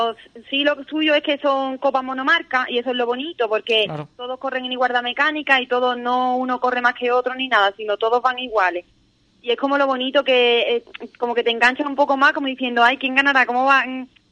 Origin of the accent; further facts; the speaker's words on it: Andalusia, Spain; Sí, somos los primeros gaditanos.